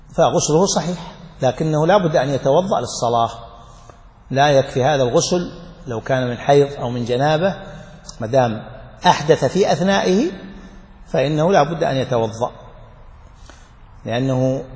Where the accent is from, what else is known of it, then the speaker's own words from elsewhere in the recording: Saudi Arabia; عندنا في السعودية بالميلادي، عفوا بالهجري